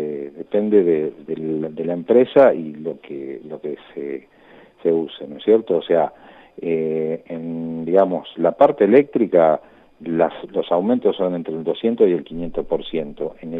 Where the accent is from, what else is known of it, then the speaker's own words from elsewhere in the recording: Lanús, Buenos Aires Province, Argentina; Nosotros en el distrito de Lanús, de donde yo soy oriundo, digamos, hace 60 años que vivo ahí